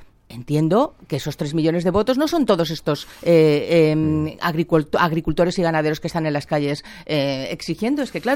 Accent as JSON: {"language": "Spanish", "country": "Spain", "said": "Por tanto, yo como española"}